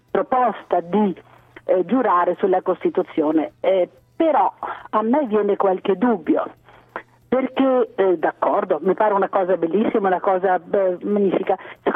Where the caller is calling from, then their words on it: Veneto, Italy; non sono da Treviso, ma comunque sono dalla pedemontana del Grappa.